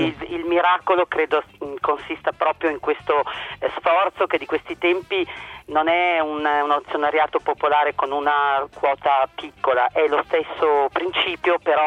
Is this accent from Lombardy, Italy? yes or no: yes; Busto Arsizio, Lombardy, Italy; Busto, perché siamo di Busto Arsizio